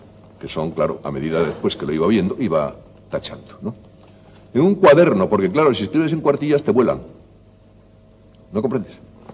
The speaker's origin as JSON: {"language": "Spanish", "country": "Spain", "said": "yo soy enamorado de España, yo me precio de ser uno de los españoles que mejor conocen nuestro propio país."}